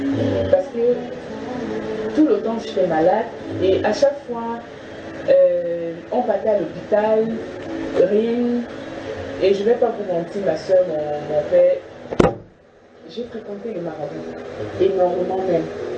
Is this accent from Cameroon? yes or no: yes; Yaoundé, Centre, Cameroon; Et je suis arrivée à Yaoundé parce que je suis née et grandie à Yaoundé.